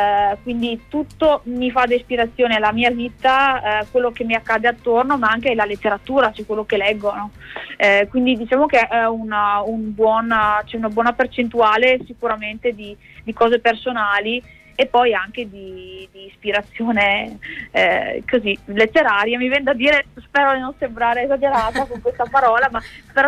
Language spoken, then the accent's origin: Italian; Veneto, Italy; lo faccio nelle mie zone al Vinile Club, che è a Bassano del Grappa. Io sono della provincia di Vicenza, sono veneta, credo si senta.